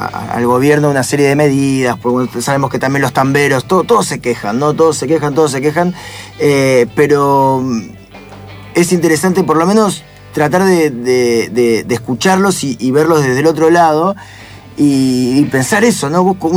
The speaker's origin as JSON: {"language": "Spanish", "town": "Concepción del Uruguay", "region": "Entre Ríos", "country": "Argentina", "said": "Y yo que soy de Concepción del Uruguay, ahí también de Entre Ríos"}